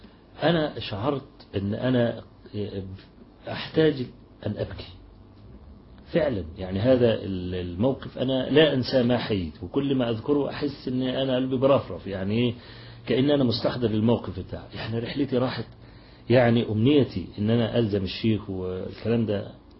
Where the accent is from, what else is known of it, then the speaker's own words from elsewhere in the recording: Egypt; عندنا في مصر بعت لي رسالة كده